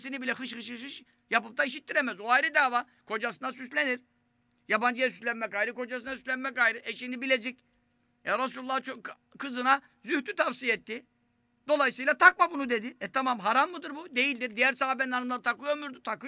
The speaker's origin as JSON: {"language": "Turkish", "region": "Istanbul", "country": "Turkey", "tie": "born or raised there", "said": "Ben çarşambada doğdum, büyüdüm. Böyle bir şey görmedim."}